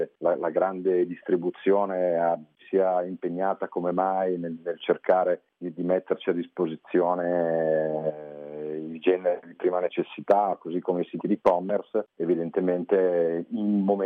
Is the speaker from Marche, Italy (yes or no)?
no; Milan, Lombardy, Italy; io sono di Milano